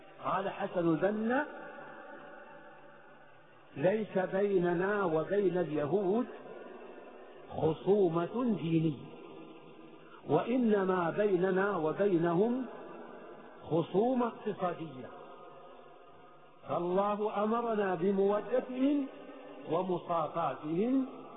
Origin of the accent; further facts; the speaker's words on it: Saudi Arabia; في بلدنا المملكة العربية السعودية